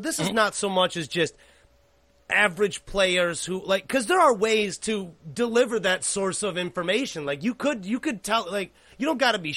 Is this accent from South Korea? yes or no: yes; South Korea; born there; English is a second language; So for me, I'm not from this country. I was born in Korea.